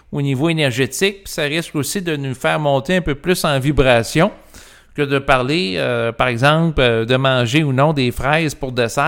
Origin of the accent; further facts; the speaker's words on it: Canada; je suis un Canadien, je vis au Québec, qui est une province du Canada